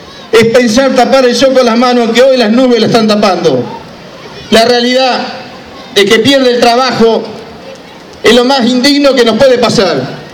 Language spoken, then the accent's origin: Spanish; Argentina; Y nosotros como los argentinos lo necesitamos más que nunca